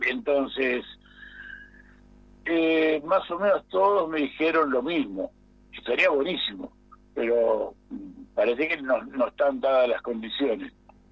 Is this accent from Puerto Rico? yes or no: no; Uruguay; no procedimos como uruguayos